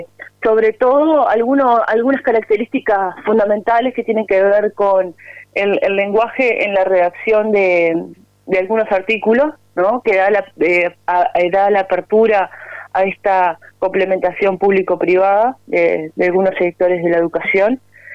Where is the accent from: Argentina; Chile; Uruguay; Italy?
Uruguay; Paysandú; Acá estamos en comunicación desde la Heroic.